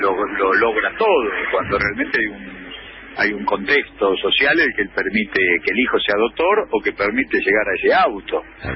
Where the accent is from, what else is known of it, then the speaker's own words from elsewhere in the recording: Lomas de Zamora, Buenos Aires Province, Argentina; Con un agravante en provincia de Buenos Aires. Distrito, yo soy de Lomas de Zamora.